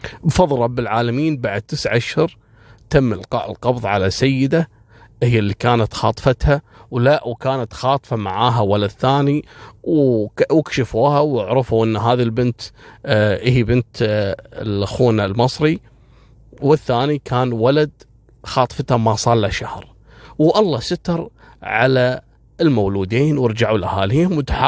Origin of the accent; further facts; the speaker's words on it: Kuwait; حصلت عندنا في الكويت تقريبا في عام 2003-2004